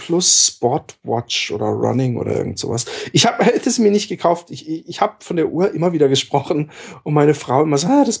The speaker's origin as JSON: {"language": "German", "region": "southwest", "country": "Germany", "tie": "born or raised there", "said": "Ich bin im Südwesten aufgewachsen, es gibt für mich nichts Schlimmeres als Äcker und Streuobstwiesen und so Feldwege."}